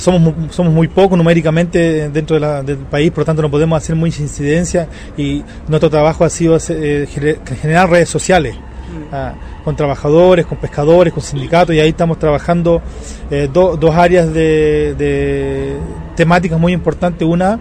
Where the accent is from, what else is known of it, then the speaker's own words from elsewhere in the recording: Chile; soy mapuche lafkenche de Chile.